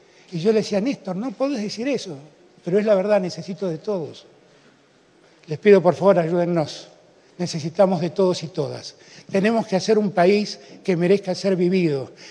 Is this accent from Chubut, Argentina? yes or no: no; Buenos Aires, Argentina; O que soy porteño, tal vez, tal vez.